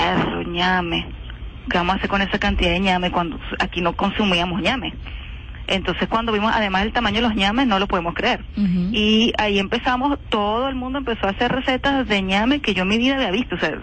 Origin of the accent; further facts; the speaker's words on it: Venezuela; nosotros tenemos una estructura de consumo como venezolanos que fue impuesta.